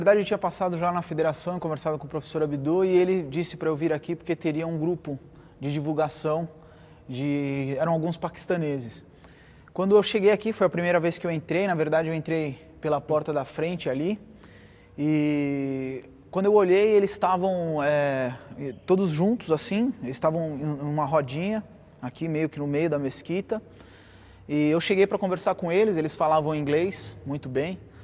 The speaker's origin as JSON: {"language": "Portuguese", "country": "Brazil", "said": "Não, eu sou brasileiro"}